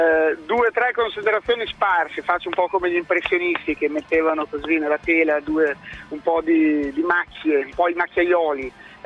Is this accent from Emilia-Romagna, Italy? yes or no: yes; Emilia-Romagna, Italy; io sono romagnolo, chiaramente tifoso del Cesena